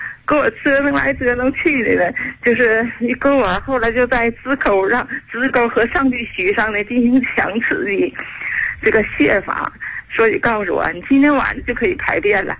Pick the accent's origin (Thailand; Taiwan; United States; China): China; Shenyang, Liaoning; moved away as an adult; now in Chengdu, China; 我是地道的沈阳人，2007年呢，我在沈阳听过老师广播。